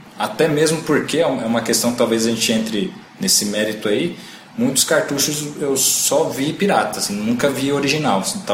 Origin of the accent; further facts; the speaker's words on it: Osasco, São Paulo, Brazil; para quem não sabe, nós somos de Osasco.